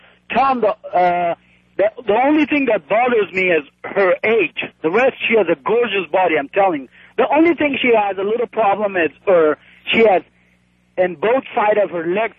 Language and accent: English; Kabul, Afghanistan; English is a second language; moved away as an adult; now in United States; I'm from Afghanistan, capital, Kabul. 26-year-old, been 6 years in this country